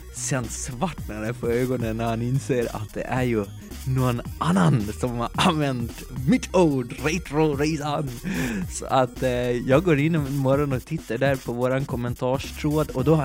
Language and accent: Swedish; Gotland, Sweden; får jag väl be om en ursäkt från mitt gotländska hjärta